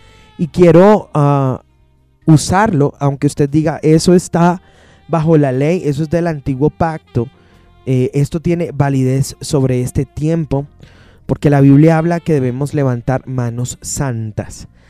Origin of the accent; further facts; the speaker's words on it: Colombia; como colombianos tenemos varias raíces muy fuertes.